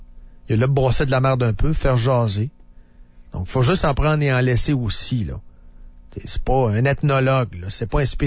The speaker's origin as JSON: {"language": "French", "town": "Shawinigan", "region": "Quebec", "country": "Canada", "lives_now": "Quebec City, Canada", "said": "Je viens pas de Québec, je viens de Shawinigan, mais je reste à Québec depuis une quinzaine d'années. Je suis un Québécois de Québec, maintenant, bien établi ici. Mes deux enfants sont nés ici."}